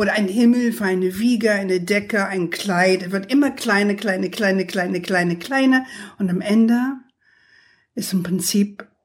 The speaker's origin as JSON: {"language": "German", "region": "New York", "country": "United States", "said": "ich bin ja aus New York, eine waschechte New Yorkerin."}